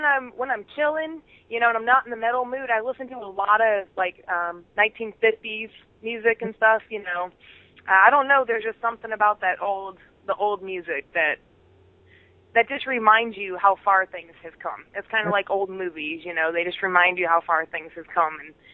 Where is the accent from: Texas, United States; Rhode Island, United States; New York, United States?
New York, United States; Buffalo; I grew up in Buffalo, New York, so there was a lot of really good underground metal where I lived.